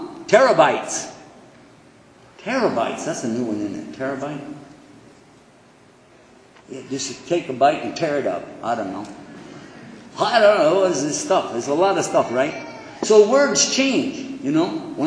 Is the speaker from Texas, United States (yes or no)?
yes; Texas, United States